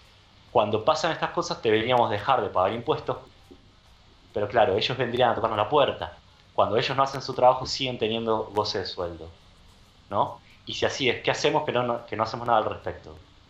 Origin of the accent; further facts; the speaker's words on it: Argentina; born there; Menos algo que tiene que ver con mi país, con mi tierra, donde nací.